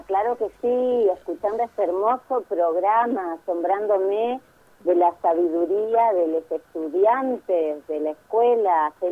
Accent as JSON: {"language": "Spanish", "region": "Entre Ríos", "country": "Argentina", "tie": "born or raised there", "said": "A mí me encantaba estar en el jardín de mi casa, en los montecitos, yo crecí en Entre Ríos"}